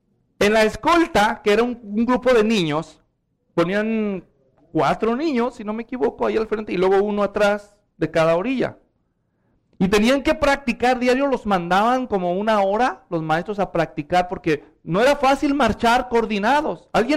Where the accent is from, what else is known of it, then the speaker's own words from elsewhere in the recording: Mexico; Muchos de los que somos mexicanos, cuando éramos niños, nos hacían marchar en las fiestas patrias